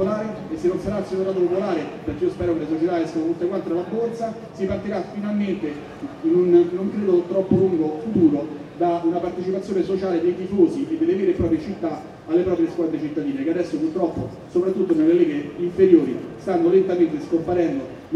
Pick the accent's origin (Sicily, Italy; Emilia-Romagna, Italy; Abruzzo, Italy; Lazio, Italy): Lazio, Italy; Rome; visto che sono di Roma